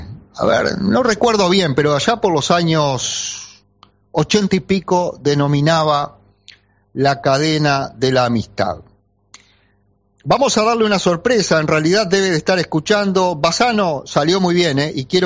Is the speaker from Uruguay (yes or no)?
yes; Paysandú, Uruguay; Yo que vengo de Paysandú sé lo que significa.